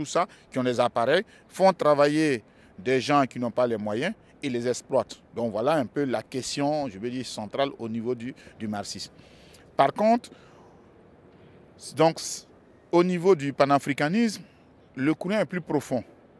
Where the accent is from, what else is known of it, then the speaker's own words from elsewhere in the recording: Côte d’Ivoire; first language Bété; dans ma langue maternelle qui est le bété, puisque je suis originaire d'un enclos colonial qu'on appelle la Côte d'Ivoire. Donc, dans cette Côte d'Ivoire, je fais partie d'un groupe, d'une communauté linguistique qu'on appelle le Krou, et dans le groupe Krou, donc je suis bété.